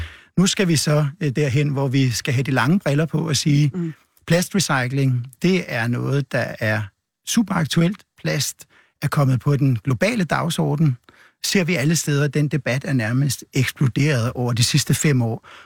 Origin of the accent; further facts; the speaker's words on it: North Denmark Region, Denmark; Jeg kommer fra Vendsyssel, hvor jeg er født, og jeg har holdt meget til ved hav- og strandmiljø og elsker det.